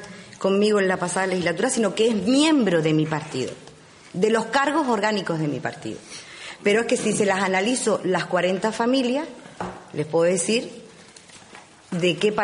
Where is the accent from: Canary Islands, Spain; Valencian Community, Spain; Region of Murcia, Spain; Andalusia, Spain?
Canary Islands, Spain; Uga; porque yo en este caso soy del pueblo de Uga y me he criado entre camellos